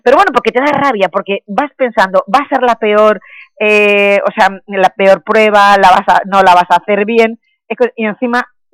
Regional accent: Elche, Valencian Community, Spain; te lo tengo en Elche, en el campo de Elche, es una ciudad preciosa, bueno, yo le vendí mi tierra como se la vendo a todo el mundo

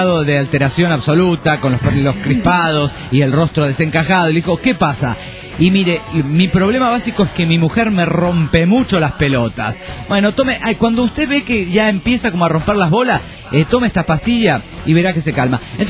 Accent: Hermosillo, Sonora, Mexico; de Hermosillo, Sonora, México.

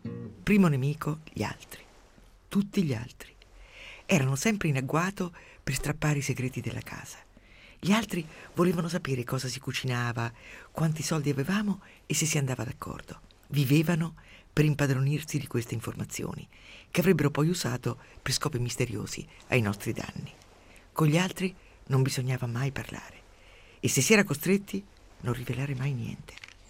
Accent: Umbria, Italy; Quando ero piccola, per me il mondo era diviso in due. Nel mio paesino umbro c'erano la torre e la casa rossa.

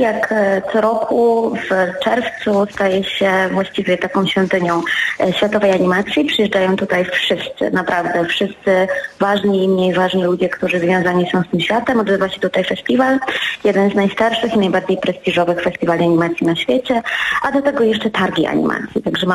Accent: Łódź, Łódź Voivodeship, Poland; wszystkie jesteśmy osobami pochodzącymi z Łodzi. No, jesteśmy z Łodzi

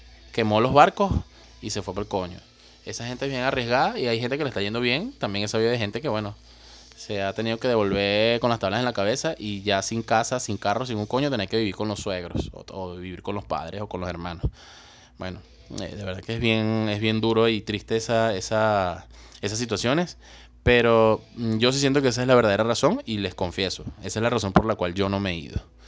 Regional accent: Venezuela; somos los venezolanos súper chéveres, súper echados para adelante y súper habladores, jodedores y que conocemos a todo el mundo

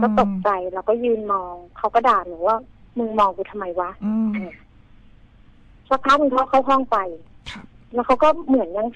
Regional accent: Bangkok, Thailand; moved away; ก่อนหน้าที่จะย้ายมาอยู่เลยต่างจังหวัดเนี่ยคือเป็นคนกรุงเทพเป็นพื้นเพเป็นคนกรุงเทพเลย

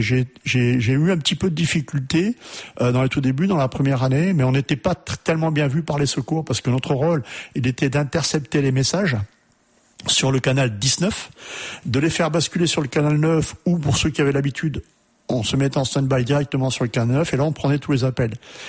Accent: Germany; accent: German; French is a second language; Alors, des fois, ils rigolaient un petit peu de mon accent allemand.

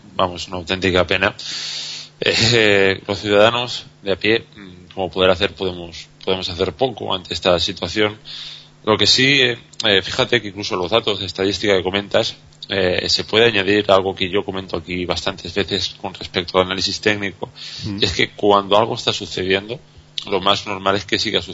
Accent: Spain; lo que sí que creo que deberíamos de hacer como españoles es replantearnos el modelo que hemos estado usando aquí en España

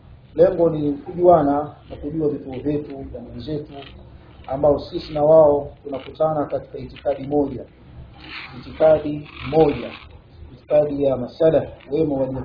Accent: Dar es Salaam, Tanzania; Mimi ni ndugu yenu nimetokea Dar es Salaam katika wilaya ya Ubungo

